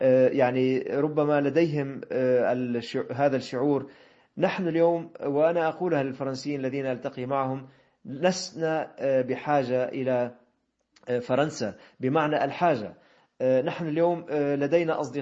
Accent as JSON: {"language": "Arabic", "country": "Syria", "lives_now": "Marseille, France", "said": "نحن كسوريين كما قلت، وأنا الآن موجود في مدينة مارسيليا"}